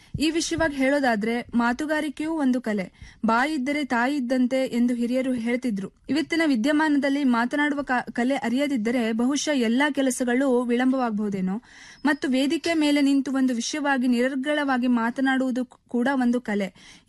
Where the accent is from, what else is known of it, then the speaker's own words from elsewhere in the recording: Yellapur, Karnataka, India; ಮಾಡುವ ನಮಸ್ಕಾರಗಳು. ನನ್ನ ಊರು ಉತ್ತರ ಕನ್ನಡ ಜಿಲ್ಲೆ ಯಲ್ಲಾಪುರ.